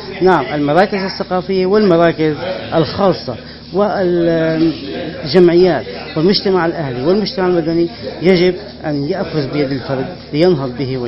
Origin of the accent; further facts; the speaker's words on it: Syria; الصمود الذي وقف وسمنا جميعا كسوريين واتصفنا به